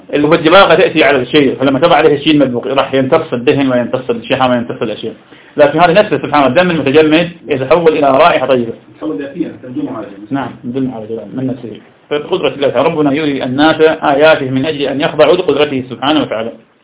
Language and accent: Arabic; Iraq; يقال سم في مدينتي في العراق، لا يطلقون على السم إلا بفتح السين سم